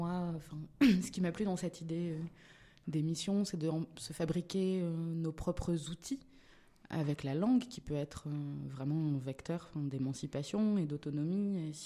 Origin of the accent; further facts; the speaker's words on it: Occitanie, France; moi, je viens du sud-ouest, je viens du Gers, précisément, où on parle gascon. Donc, moi, ça a été ma rencontre avec l'occitan. Mon grand-père parlait gascon avec ses enfants. Donc, je le comprends bien, même si je le parle peu.